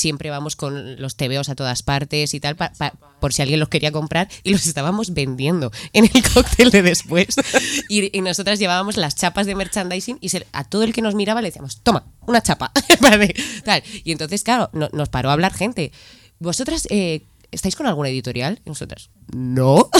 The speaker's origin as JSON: {"language": "Spanish", "town": "Madrid", "region": "Community of Madrid", "country": "Spain", "said": "Somos de Madrid, sí."}